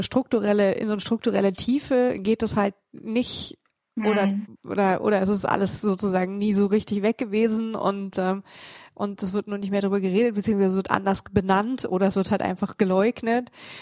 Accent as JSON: {"language": "German", "region": "West Germany", "country": "Germany", "said": "das habe ich ja als Westdeutsche aus einer westdeutschen Perspektive irgendwann bekommen"}